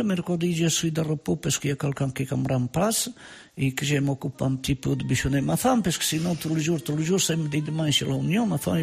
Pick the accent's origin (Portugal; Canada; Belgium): Portugal; moved away as an adult; also born or lived in Spain; now in Orléans, France; j'étais au Portugal et dans ma jeunesse, j'étais en Espagne